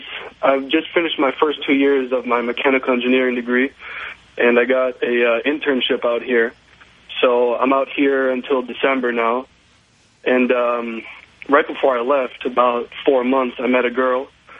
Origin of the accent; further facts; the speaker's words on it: Madison, Wisconsin, United States; I'm 20 years old, and I'm from Madison, Wisconsin. I go to the university there.